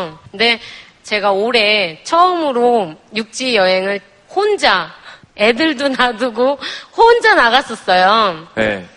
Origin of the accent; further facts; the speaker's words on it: Ulleung, North Gyeongsang, South Korea; 저는 울릉도에서 왔거든요.